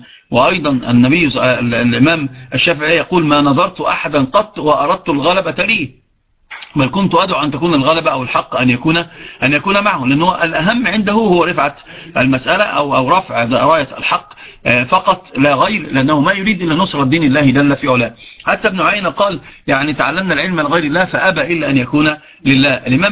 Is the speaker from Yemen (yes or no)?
no; Upper Egypt, Egypt; عندنا في الصعيد يعرفون من